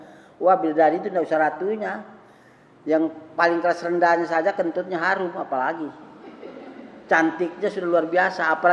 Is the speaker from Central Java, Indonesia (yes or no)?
no; West Nusa Tenggara, Indonesia; Enggak, saya dari Sumbawa sana. Tidak ada niat ke sini nikah.